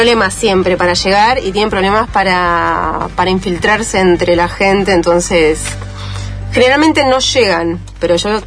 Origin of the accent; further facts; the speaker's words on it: Neuquén, Argentina; also born or lived in La Plata; Yo estudié en La Plata, soy de Neuquén, pero estudié teatro en La Plata.